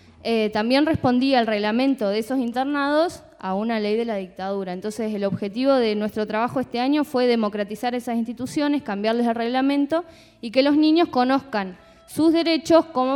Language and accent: Spanish; Chubut, Argentina; also born or lived in La Plata; Me fui a trabajar allá a mi provincia, yo soy de Chubut.